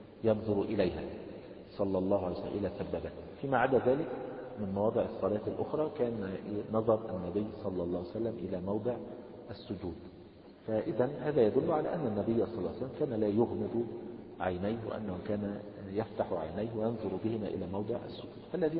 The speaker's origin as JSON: {"language": "Arabic", "country": "Egypt", "said": "عندنا في مصر يعني كثير من الناس يقلبون أيديهم هكذا إذا قال السلام عليكم ورحمة الله الشمال"}